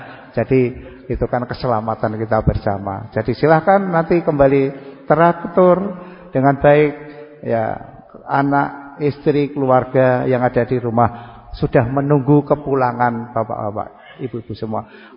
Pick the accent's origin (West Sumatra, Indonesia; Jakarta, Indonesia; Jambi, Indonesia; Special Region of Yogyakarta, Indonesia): Special Region of Yogyakarta, Indonesia; Bantul; tapi saya isih gratul-gratul masih bisa bahasa Jawa. Karena aslinya saya yang wong Bantul.